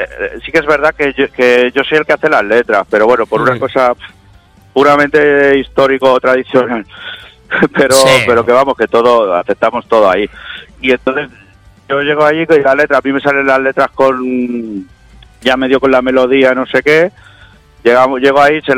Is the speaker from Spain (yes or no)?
yes; Vila-seca, Catalonia, Spain; En Tarragona, nosotros somos de aquí, de Vilaseca de Tarragona.